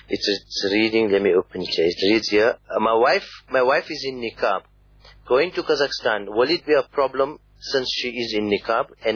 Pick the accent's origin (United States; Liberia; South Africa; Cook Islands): South Africa; Now, from as a South African, my first point of entry into the country